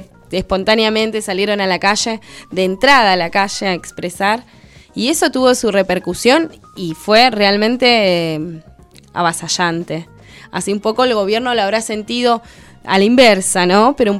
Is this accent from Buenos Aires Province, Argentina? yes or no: no; Puerto San Julián, Santa Cruz, Argentina; mismo en San Julián, te digo, en mi pueblo allá chiquitito, lejos de todo